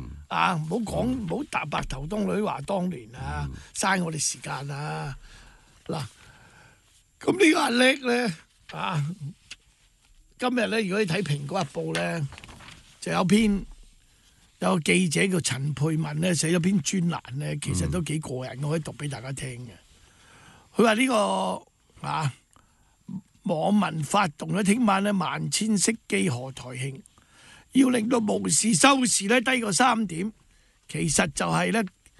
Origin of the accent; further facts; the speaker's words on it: Hong Kong; 呢個就我哋香港人冇得話事嘅。